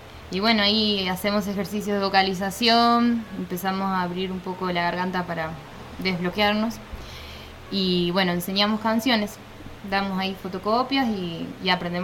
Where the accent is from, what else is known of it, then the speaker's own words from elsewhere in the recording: Buenos Aires, Argentina; now in Capilla del Monte, Argentina; Mi madre vendió la casa donde me crié en Buenos Aires y compró acá una casa en el Faldeo.